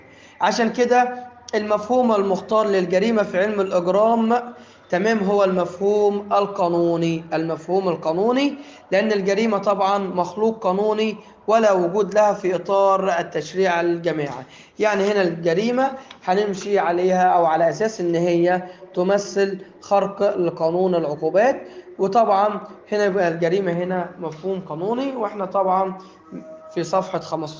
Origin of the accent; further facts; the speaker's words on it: Egypt; ولكن عندنا في مصر جريمه